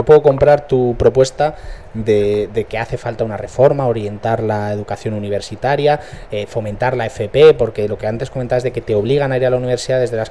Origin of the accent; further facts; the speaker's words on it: Community of Madrid, Spain; En mi pueblo de Madrid tengo dos universidades privadas.